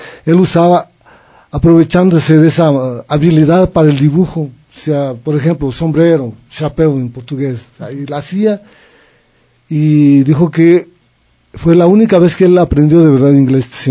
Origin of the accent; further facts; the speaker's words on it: Riobamba, Chimborazo, Ecuador; Yo cuando era muchacho viajaba a dedo de Riobamba, porque soy de Riobamba